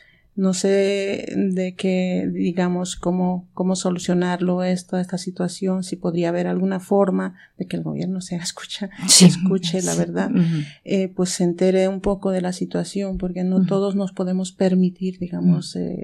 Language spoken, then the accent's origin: Spanish; Bolivia; now in Spain; el 2017 me fui a mi tierra, estuve 1 año y 2 meses y volví de Bolivia